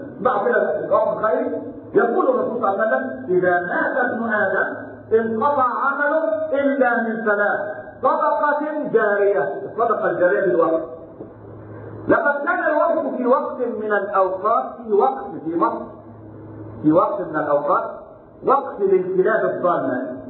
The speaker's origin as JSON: {"language": "Arabic", "country": "Egypt", "said": "قال الأثرياء في السابق في مصر في بلدنا مصر"}